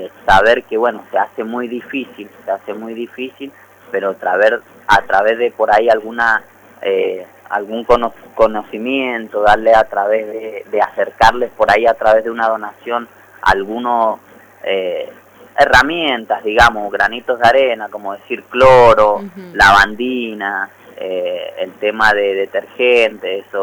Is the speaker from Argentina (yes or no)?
yes; Las Heras, Mendoza, Argentina; como mendocinos y mendocinas, y bueno, lacerinos en este caso y lacerinas